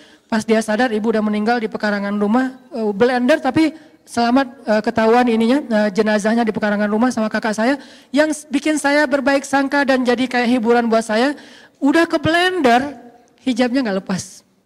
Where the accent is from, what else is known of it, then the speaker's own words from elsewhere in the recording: Aceh, Indonesia; moved away; also born or lived in Egypt; Tsunami di kampung saya di Aceh dulu. Alhamdulillah, sejak saya pergi ke Mesir